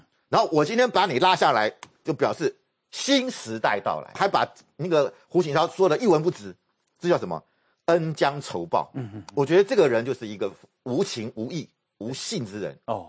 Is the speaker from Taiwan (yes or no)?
yes; Taiwan; 我觉得我们台湾人真的很敦厚。